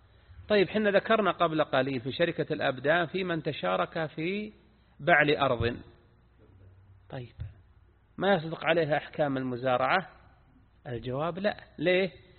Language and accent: Arabic; Al-Qassim, Saudi Arabia; هذا وجد عندنا، نعم عندنا في القصيم وجد من يقضبون الملك بالربع ثلاثة أرباع